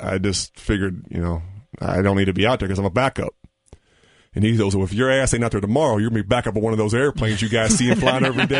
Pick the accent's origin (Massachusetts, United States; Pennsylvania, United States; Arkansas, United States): Pennsylvania, United States; Pittsburgh; I was a big Steeler fan growing up in Pittsburgh.